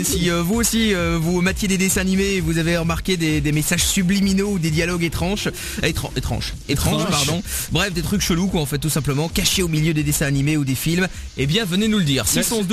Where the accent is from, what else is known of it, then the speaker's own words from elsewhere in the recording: Belgium; on est belges